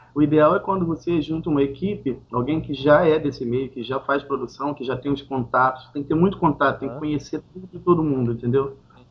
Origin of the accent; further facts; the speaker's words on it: Santo Antônio de Pádua, Rio de Janeiro, Brazil; É interior do Rio, divisa com Minas Gerais.